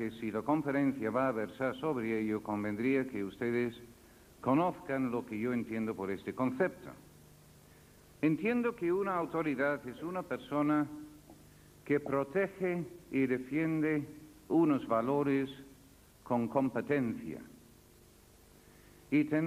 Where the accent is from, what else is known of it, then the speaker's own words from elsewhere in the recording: United Kingdom; Spanish is a second language; now in Spain; sabiendo que soy británico no podrían comprender qué hacía siendo profesor de una universidad española.